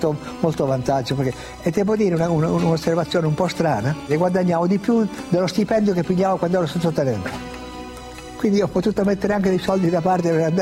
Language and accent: Italian; Piedmont, Italy; E poi da piemontese fesso, testardo, io ho detto no, io devo andare.